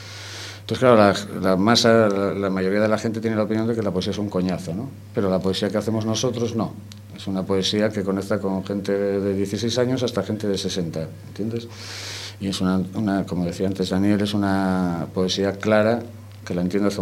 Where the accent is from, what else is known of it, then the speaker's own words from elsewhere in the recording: Asturias, Spain; Yo soy asturiano